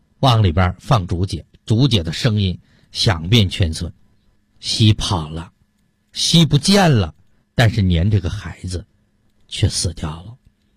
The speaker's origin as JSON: {"language": "Chinese", "region": "Heilongjiang", "country": "China", "tie": "born or raised there", "said": "小的时候我出生在东北的黑龙江非常偏僻的一个山村，"}